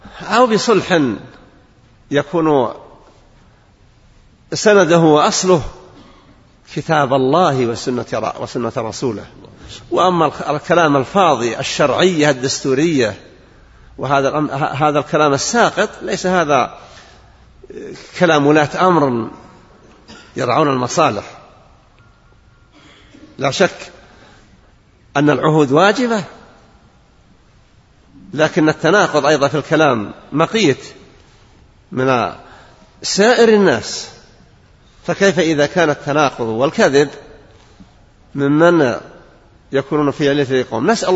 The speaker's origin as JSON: {"language": "Arabic", "country": "Saudi Arabia", "said": "أن يدفع عن بلادنا المملكة العربية السعودية كل شر وبلاء وفتنة"}